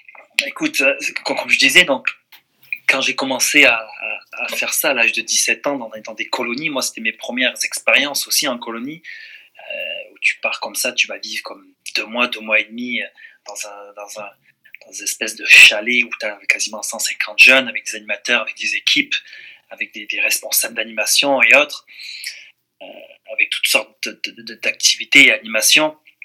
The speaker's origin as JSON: {"language": "French", "country": "France", "moved": "yes", "said": "ça fait longtemps que j'ai quitté la France aussi"}